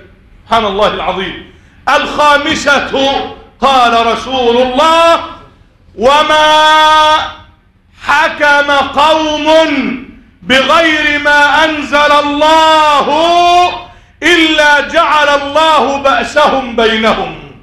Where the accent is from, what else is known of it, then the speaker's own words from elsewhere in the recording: Egypt; اللهم إنا نسألك أن تجعل بلدنا مصر أمنا أمانا سخاء رخاء